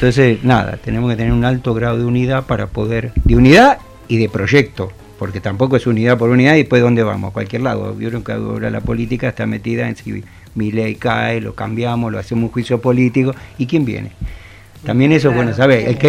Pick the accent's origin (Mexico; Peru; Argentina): Argentina; Avellaneda, Buenos Aires Province; Yo vengo de Avellaneda, por ejemplo